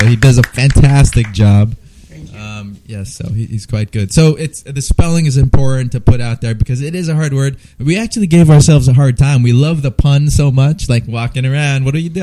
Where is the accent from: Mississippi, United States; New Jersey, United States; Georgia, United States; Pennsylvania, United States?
New Jersey, United States; also born or lived in Los Angeles; now in Visalia, United States; You know what, I came from New Jersey, I lived in LA for a few years, and I came to Visalia because my family's here